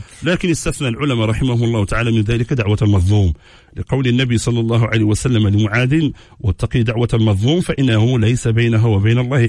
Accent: Morocco; العمل الفاسي عندنا في المغرب

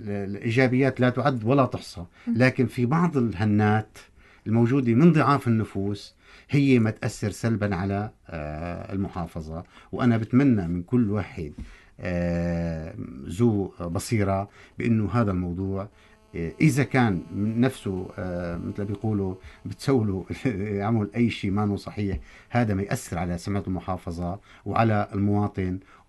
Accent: Barmanat al-Mashayekh, Tartus Governorate, Syria; خط برمانة المشايخ اللي هي قريتي

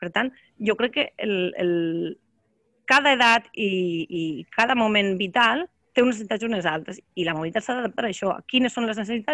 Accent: Borriana, Valencian Community, Spain; de ma casa al meu poble, que és Borriana, que està a la província de Castelló.

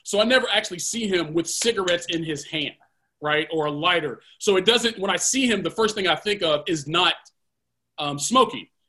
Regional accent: Kentucky, United States; So I'm from Kentucky, went to school there.

